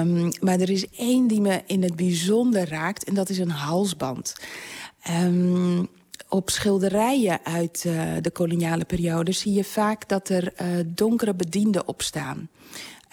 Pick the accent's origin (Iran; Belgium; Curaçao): Curaçao; born there; Ik ben zelf geboren op Curaçao...